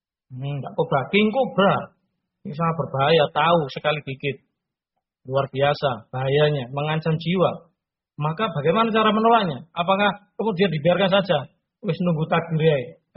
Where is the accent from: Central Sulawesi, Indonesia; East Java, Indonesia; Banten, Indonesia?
East Java, Indonesia; Ngawi; Kalau terdengar misalkan di Sragen terjadi wabah, kita orang Ngawi jangan masuk ke sana.